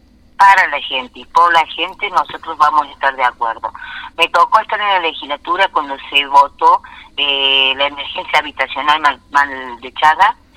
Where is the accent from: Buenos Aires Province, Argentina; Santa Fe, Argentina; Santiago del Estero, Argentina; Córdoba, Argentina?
Córdoba, Argentina; San Pedro; born or raised there; also born or lived in Villa Dolores